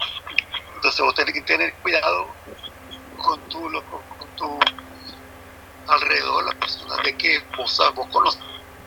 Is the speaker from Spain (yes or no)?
no; Nicaragua; Soy de Nicaragua.